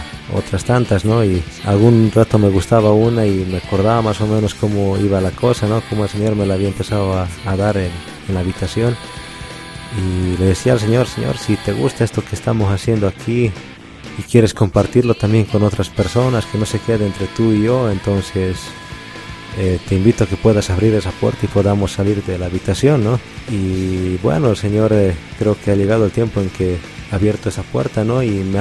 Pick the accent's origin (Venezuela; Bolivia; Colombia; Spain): Bolivia; Caranavi, La Paz; yo nací y crecí en Caranavi, radiqué algunos años en La Paz y luego volví aquí a Caranavi, ¿no?